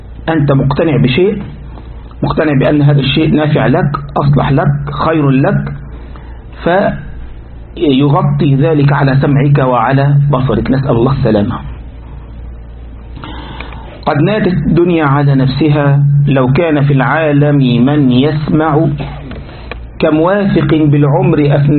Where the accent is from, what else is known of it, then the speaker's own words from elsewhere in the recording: Egypt; عندنا في مصر في منطقة اسمها شبرا